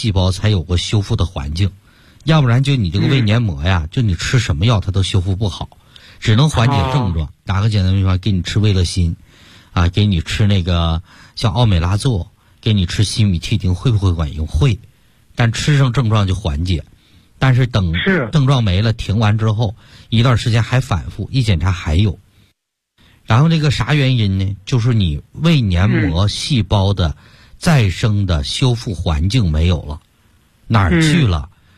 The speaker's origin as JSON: {"language": "Chinese", "region": "Jilin", "country": "China", "said": "像我们延边人比较爱吃牛肉了"}